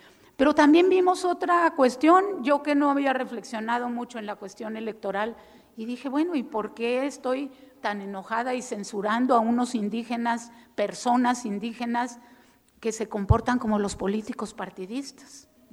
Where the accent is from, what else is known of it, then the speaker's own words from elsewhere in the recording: Chihuahua, Mexico; No hay que dejar solos a los rarámuris, los de mi tierra.